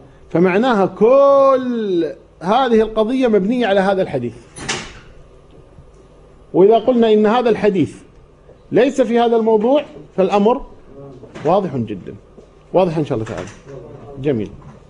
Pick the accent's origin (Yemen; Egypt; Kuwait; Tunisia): Kuwait; عضو مجلس أمة عندنا في الكويت